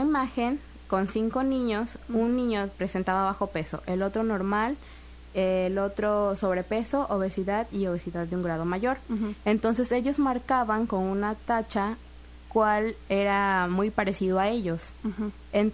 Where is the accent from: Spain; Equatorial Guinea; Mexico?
Mexico; Texistepec, Veracruz; Soy originaria de un pueblo llamado Texistepec, está cerca de Acayucan, uh-huh. o de Coatzacoalcos, para los que se quieran ubicar mejor.